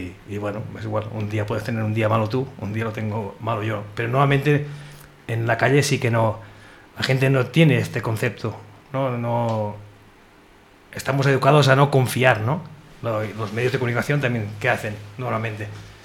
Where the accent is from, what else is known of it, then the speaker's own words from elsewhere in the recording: Catalonia, Spain; Tú eres educación marroquí y yo soy educación catalana